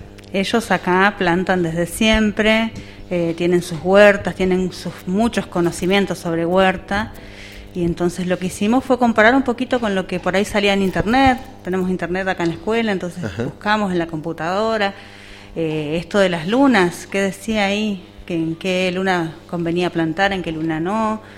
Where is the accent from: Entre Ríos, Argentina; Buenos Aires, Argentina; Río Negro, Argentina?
Río Negro, Argentina; El Bolsón; yo también soy de acá, del Bolsón, no específicamente de acá, de la zona de Rinconada